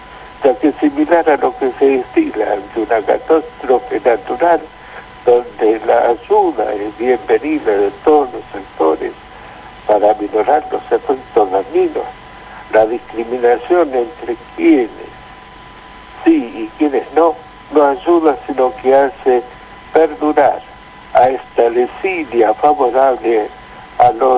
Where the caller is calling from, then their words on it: Caseros, Buenos Aires Province, Argentina; Yo tengo 70 años. … de Caseros.